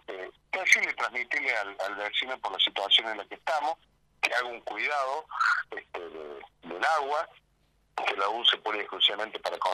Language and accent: Spanish; Sierra Chica, Buenos Aires, Argentina; los nativos que somos de acá de Sierra Chica, ya estamos como acostumbrados a la situación hídrica